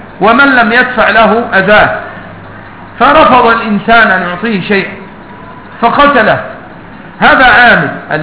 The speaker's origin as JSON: {"language": "Arabic", "region": "Upper Egypt", "country": "Egypt", "said": "أنا صعيدي مثلك."}